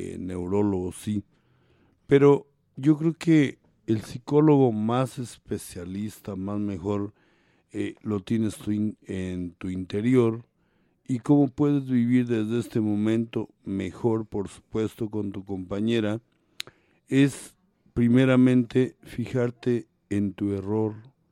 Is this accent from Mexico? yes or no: yes; Mexico; más el mexicano, porque yo soy mexicano